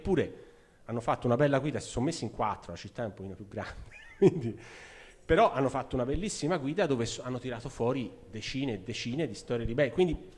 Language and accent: Italian; Florence, Tuscany, Italy; ora noi siamo fiorentini o comunque viviamo a Firenze e vediamo quello che è la nostra città